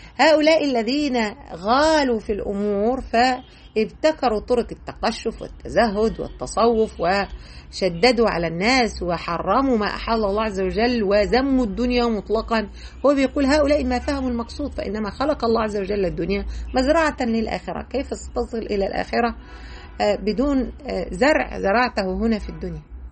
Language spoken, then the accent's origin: Arabic; Egypt; يعني إحنا عندنا في مصر مثلا